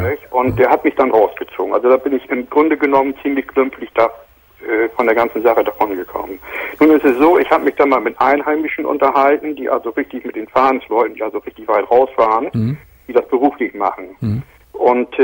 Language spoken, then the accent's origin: German; Bremen, Germany; ich bin hier vor 4 Jahren erst hergezogen, ich bin von Hause aus, bin ich Bremer